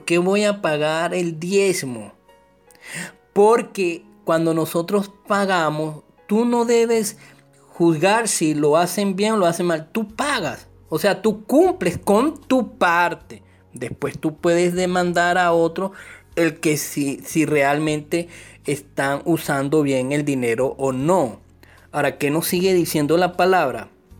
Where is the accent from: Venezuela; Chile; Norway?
Venezuela; en nuestro caso somos venezolanos